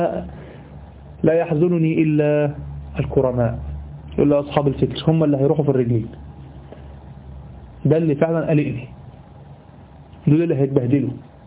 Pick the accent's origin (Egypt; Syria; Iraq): Egypt; في حاجة غريبة عندنا في مصر، دي حاجة غريبة يعني